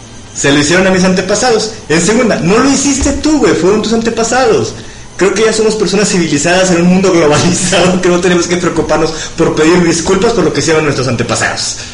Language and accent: Spanish; Mexico; yo creo que en mi sangre difícilmente hay sangre autóctona de este país, desgraciadamente, pero soy mexicano.